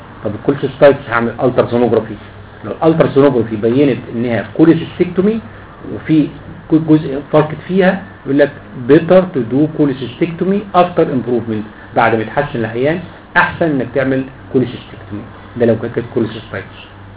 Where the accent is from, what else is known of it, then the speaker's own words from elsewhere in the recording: Egypt; اللي هو اسمه عندنا في مصر زينات